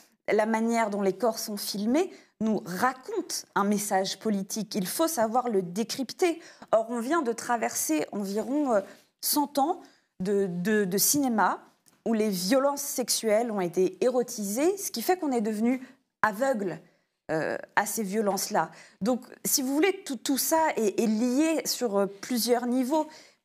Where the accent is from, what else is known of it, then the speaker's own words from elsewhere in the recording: United States; now in France; je suis franco-américaine, j'ai fait mon doctorat à NYU, donc je viens des États-Unis